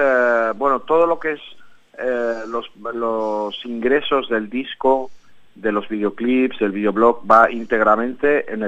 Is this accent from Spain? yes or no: yes; Sant Feliu de Guíxols, Catalonia, Spain; encontraréis las entradas de Barcelona, Lleida y mi pueblo, ¿no? Donde salió la gira de San Felipe Guíxols.